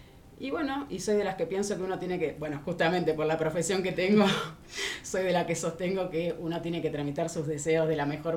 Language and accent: Spanish; Buenos Aires, Argentina; now in Mar de las Pampas, Argentina; En realidad yo soy de Buenos Aires, soy de Capital. En un momento de mi vida me mudé a la playa, a Mar de las Pampas. Me hice una casita ahí